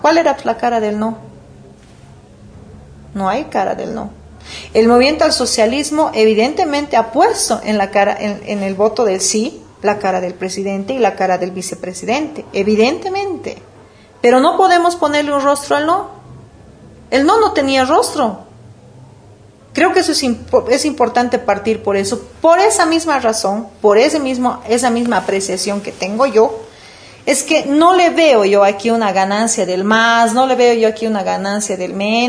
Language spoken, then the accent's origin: Spanish; Bolivia; los que somos bolivianos deberíamos de estar pensando en pasar esa hoja